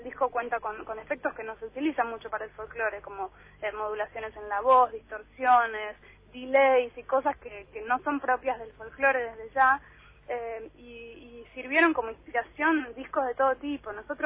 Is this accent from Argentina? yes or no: yes; Buenos Aires, Argentina; yo soy súper porteña y soy de una familia que nada tiene que ver con las provincias del norte del país, ni nada parecido